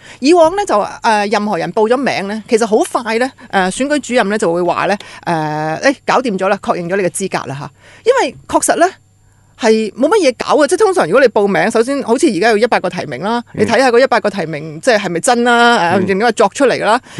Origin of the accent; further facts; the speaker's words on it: Hong Kong; 即我觉得我们香港人呢，即包括我自己啦，跟北京的思维是极度不同。